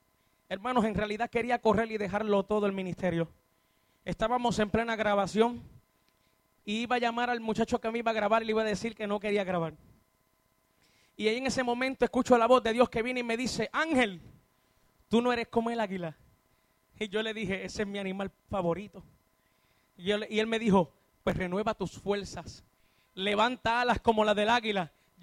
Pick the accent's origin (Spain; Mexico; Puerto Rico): Puerto Rico; Utuado; soy del pueblo de Utuado.